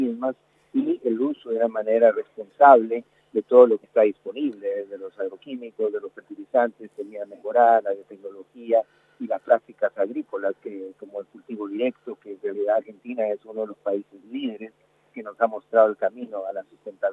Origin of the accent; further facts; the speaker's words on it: Guatemala; Mira, yo soy de Guatemala.